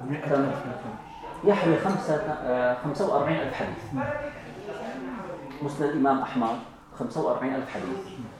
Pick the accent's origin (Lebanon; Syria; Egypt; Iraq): Syria; عندنا في الشام عندما يقال فلان خطه جميل يكتب التقارير يتعاون مع الأمن